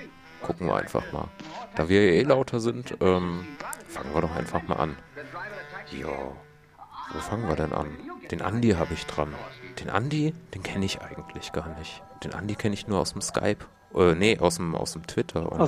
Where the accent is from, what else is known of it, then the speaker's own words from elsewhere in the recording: Fulda, Hesse, Germany; wir kommen aus Fulda und da ist irgendwie nichts los.